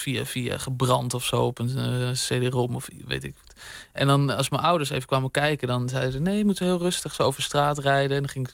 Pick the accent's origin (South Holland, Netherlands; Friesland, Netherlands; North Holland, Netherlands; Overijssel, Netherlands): North Holland, Netherlands; Bussum; Ik zat op voetbal in Bussum, waar ik ben opgegroeid.